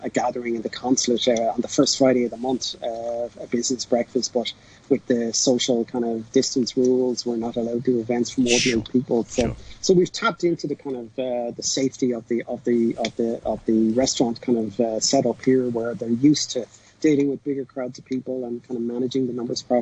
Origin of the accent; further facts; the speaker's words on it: Ireland; they identify as Irish. And so that kind of connectivity with our diaspora that kind of goes back through the generations is a real strong part of who we are as an identity.